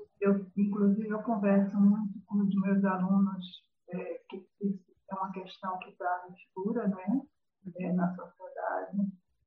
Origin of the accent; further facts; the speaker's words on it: Northeast Region, Brazil; accent: Northeastern Brazilian; as pessoas, você é nordestina? Por causa do meu sotaque, que eu faço, inclusive, nenhum esforço para mantê-lo, mas se mantém